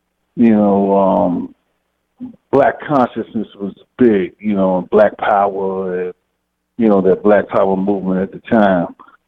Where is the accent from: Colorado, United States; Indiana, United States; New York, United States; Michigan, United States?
New York, United States; Queens; also born or lived in Harlem; Oh, well, I was born in Harlem, raised in Queens, so I came up, you know, as a younger, you know, in the teenage years and, you know, the preteen years, you know, I came up in the 60s, basically.